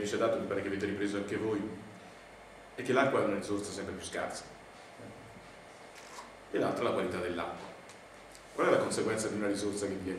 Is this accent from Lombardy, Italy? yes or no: yes; Milan, Lombardy, Italy; Io vengo da Milano, dove praticamente risorgeva tutta l'acqua, zampilla, nelle varie parti della città, zona San Siro.